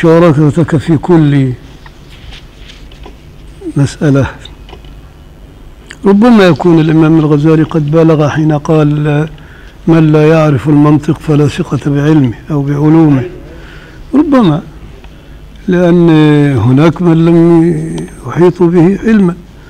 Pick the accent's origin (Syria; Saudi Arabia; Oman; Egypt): Egypt; Upper Egypt; فإنما عندنا في الصعيد كده، الصعيد الأدنى